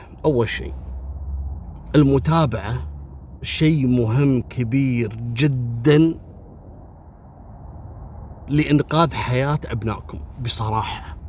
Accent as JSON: {"language": "Arabic", "country": "Kuwait", "said": "مثل كلمة نيرة أو نيرة، لو عندنا في الكويت نقول نيرة، في بعض البلدان نقول نيرة"}